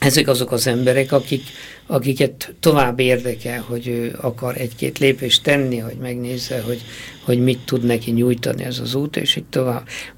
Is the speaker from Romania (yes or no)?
yes; Székely Land, Romania; én pedig székely vagyok, nekem húst kellene.